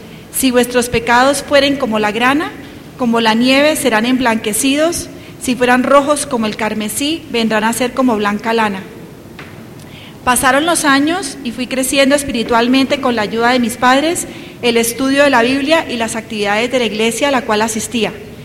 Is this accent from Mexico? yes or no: no; Cúcuta, Norte de Santander, Colombia; moved away as an adult; Nací en Cúcuta y viví allá los primeros 18 años de mi vida. Mi familia conocía y amaba al Señor. Mis abuelos paternos y mis padres eran misioneros